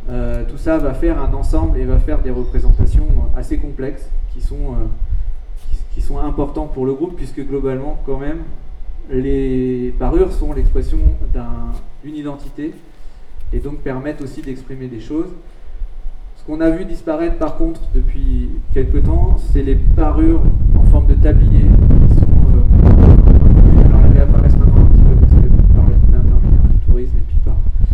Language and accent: French; French Guiana; c'est pas toutes les groupes qu'on peut trouver chez nous en Guyane française